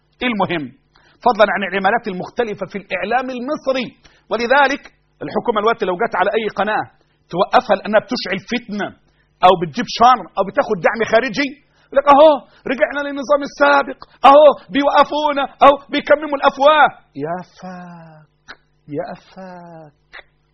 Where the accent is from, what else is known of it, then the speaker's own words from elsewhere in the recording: Egypt; أنا مصري أنا أكيد